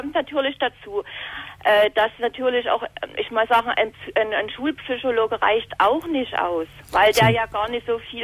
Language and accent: German; eastern Germany, Germany; ich komme jetzt aus dem Osten